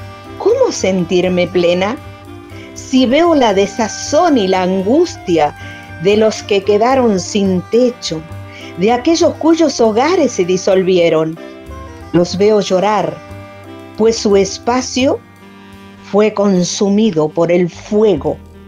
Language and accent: Spanish; Santiago del Estero, Argentina; soy de Santiago del Estero, Argentina, vivo en Capital de Santiago y soy escritora, soy poeta, docente, jubilada.